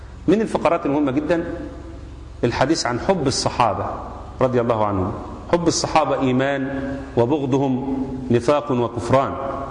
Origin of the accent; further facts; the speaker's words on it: Egypt; also born or lived in Saudi Arabia; احنا عندنا في مصر، انا نفسي قعدت في السعوديه اكتر من حوالي 7 سنوات